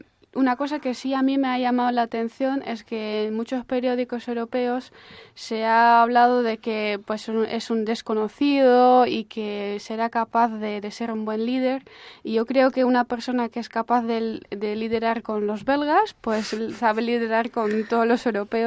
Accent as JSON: {"language": "Spanish", "region": "Flanders", "country": "Belgium", "said": "los flamencos también tenemos nuestra propia forma de hablar"}